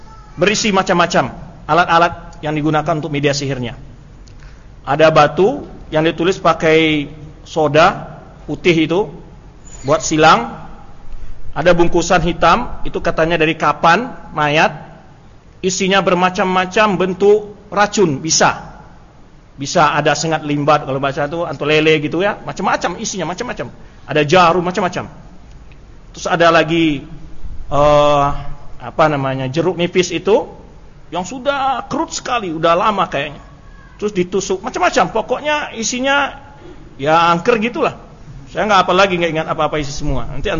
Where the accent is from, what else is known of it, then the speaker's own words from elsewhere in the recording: Tanjung Gadang, West Sumatra, Indonesia; Di kampung saya itu Tanjung Gadang, Sungai Napar, masuk ke hutan namanya ada air hangat.